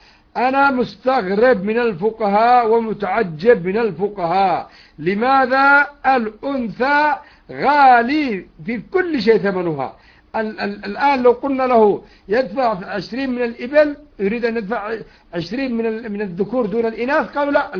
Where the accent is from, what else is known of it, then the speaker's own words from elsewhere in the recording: Yemen; إذا كان عندنا في اليمن مثلا